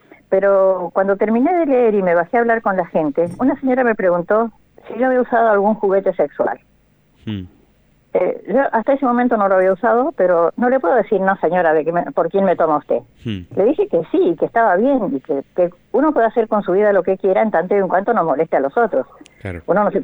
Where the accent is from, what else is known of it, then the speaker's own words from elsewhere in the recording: Berazategui, Buenos Aires Province, Argentina; yo soy de Berazategui